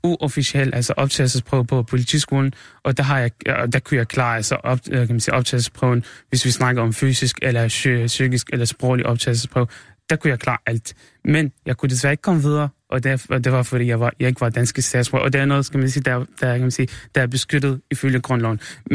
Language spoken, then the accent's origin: Danish; Syria; Danish is a second language; now in Denmark; Men i mit hjemland i Syrien, der er det ikke sådan